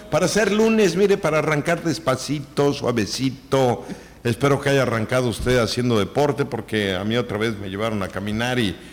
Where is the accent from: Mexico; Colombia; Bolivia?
Mexico; qué tenemos que festejar, pues que somos mexicanos, pienso yo